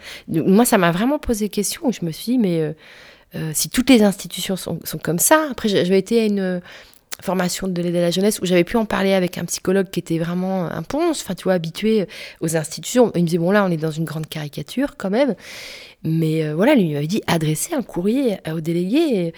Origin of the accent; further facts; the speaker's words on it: France; mais attends, je suis française